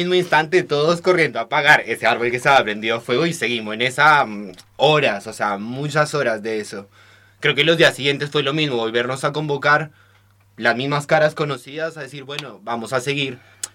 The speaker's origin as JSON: {"language": "Spanish", "country": "Colombia", "lives_now": "Argentina", "said": "No soy de acá, soy de Colombia, entonces la situación de los incendios para mí es novedosa desde que vivo acá."}